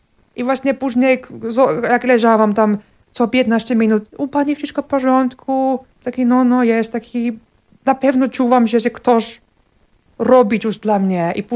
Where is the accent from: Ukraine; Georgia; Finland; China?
Finland; Polish is a second language; now in Poland; Zapytał i tak, a Finlandia, oj, taki od razu, czemu Polska?